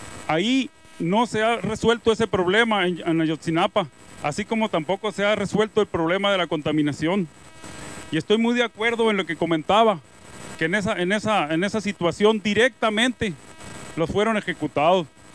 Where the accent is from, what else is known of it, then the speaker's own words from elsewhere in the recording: Bacuachi, Sonora, Mexico; yo vengo de Bacuachi